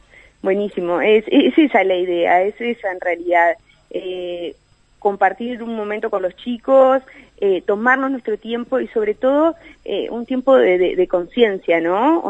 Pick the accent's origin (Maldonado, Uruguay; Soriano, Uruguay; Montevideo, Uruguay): Soriano, Uruguay; Mercedes; yo soy de Mercedes